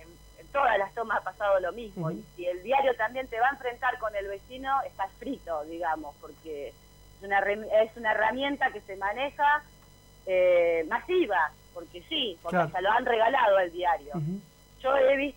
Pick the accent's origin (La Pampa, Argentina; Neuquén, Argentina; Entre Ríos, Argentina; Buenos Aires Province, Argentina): Buenos Aires Province, Argentina; además soy vecina del lugar. Soy de mi barrio natal es el barrio Jardín.